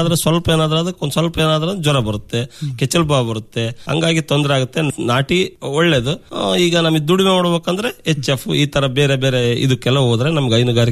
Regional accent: Konsagara, Karnataka, India; ಕೋನ್ಸಾಗರದಲ್ಲೇ ಇದೆ ಡೈರಿ, ನಮ್ಮೂರಲ್ಲೇ ಐತೆ.

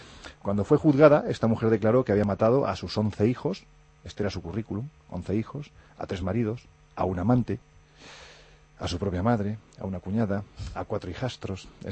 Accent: Andalusia, Spain; Yo que soy andaluz con muy poca gracia

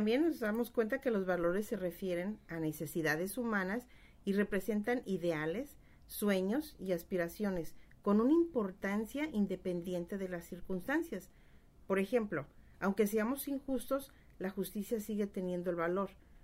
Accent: Guadalajara, Jalisco, Mexico; en México, en Guadalajara, de donde yo soy, todavía cuando voy de visita

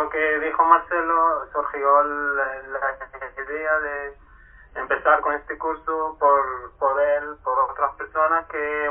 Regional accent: Palestine; Spanish is a second language; now in Chile

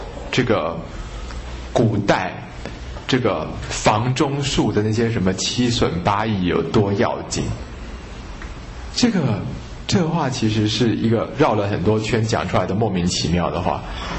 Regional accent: Taiwan; 那可是我们中国人受的教育，或者说现在台湾人受的教育已经是这样

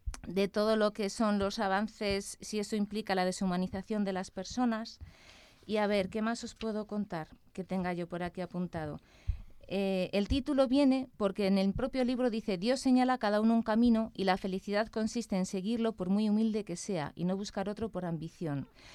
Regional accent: Valladolid, Castile and León, Spain; yo soy de Valladolid

